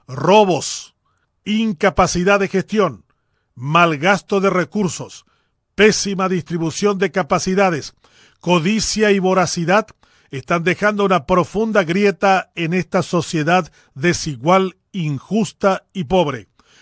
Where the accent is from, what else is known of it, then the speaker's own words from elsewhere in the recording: Paraguay; Estos buches son en realidad todo lo que deberíamos despreciar y escupir como paraguayos.